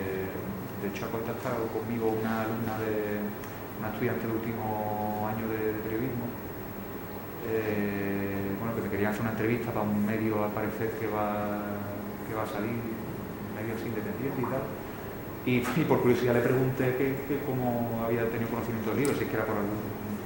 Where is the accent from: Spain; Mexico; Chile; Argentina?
Spain; Seville, Andalusia; A ver, bueno, yo soy de Sevilla y bueno, y me interesa un poco.